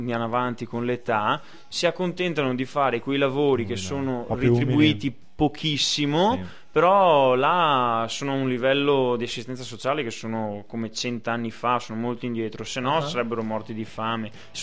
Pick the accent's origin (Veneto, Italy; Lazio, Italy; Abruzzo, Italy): Veneto, Italy; Venice; Da veneziano posso dire che Venezia è tutta un'altra cosa